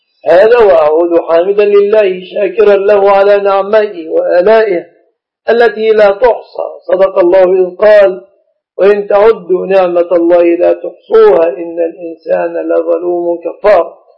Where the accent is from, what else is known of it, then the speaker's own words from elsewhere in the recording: Egypt; بلادنا مصر